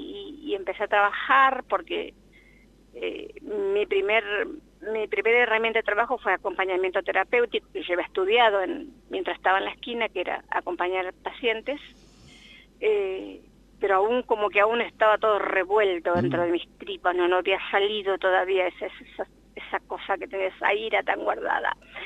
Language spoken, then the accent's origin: Spanish; Sáenz Peña, Chaco, Argentina; moved away; yo soy de Sáenz Peña. Las dos sabemos lo que es la pobreza y querer salir a progresar.